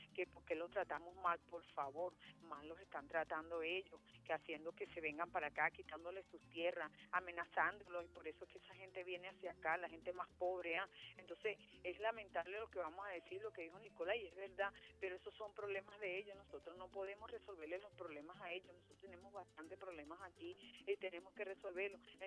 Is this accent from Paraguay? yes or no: no; Venezuela; Y nosotros como venezolanos y como patriotas y como camaradas